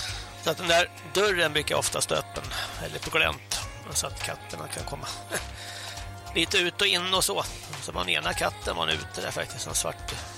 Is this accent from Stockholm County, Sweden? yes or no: yes; Stockholm, Stockholm County, Sweden; Nej, jag kommer från Stockholm och man ser ju knappt en människa.